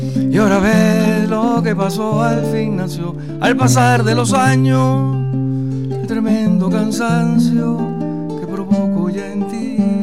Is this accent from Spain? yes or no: no; Venezuela; yo, que soy venezolano y paseo por el downtown, y entonces sé que por aquí estuvo Bolívar, padre de mi patria